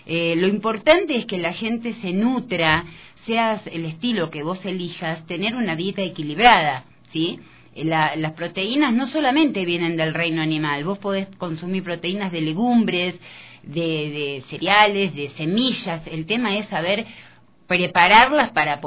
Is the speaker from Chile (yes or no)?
no; Argentina; yo soy argentina